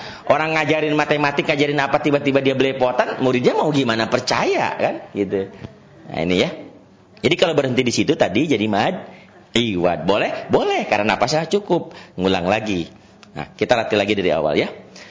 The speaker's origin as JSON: {"language": "Indonesian", "town": "Sukabumi", "region": "West Java", "country": "Indonesia", "tie": "born or raised there", "also_born_or_lived": "Batak", "said": "saya ini orang Sukabumi, lahir di Sukabumi, tapi lama di terminal."}